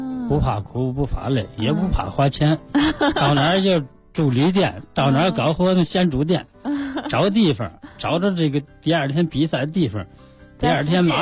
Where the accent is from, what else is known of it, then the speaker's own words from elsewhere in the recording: Beijing, China; 我们是北京的